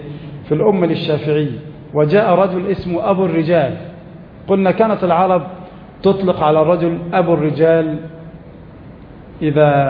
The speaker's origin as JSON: {"language": "Arabic", "country": "Egypt", "said": "قد يكون عدد المحافظة عندنا في مصر مثلا 5 ملايين"}